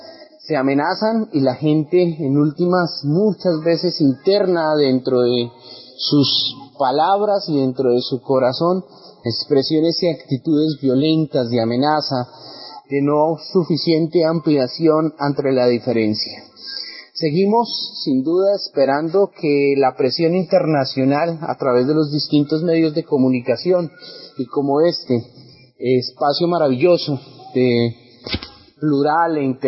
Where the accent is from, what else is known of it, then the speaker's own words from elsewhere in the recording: Colombia; nosotros esperamos y soñamos como colombianos